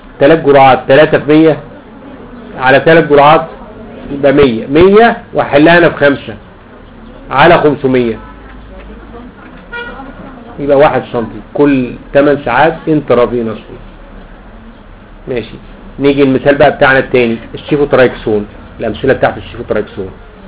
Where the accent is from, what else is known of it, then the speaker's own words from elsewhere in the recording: Egypt; اسمه عندنا في مصر له اسمين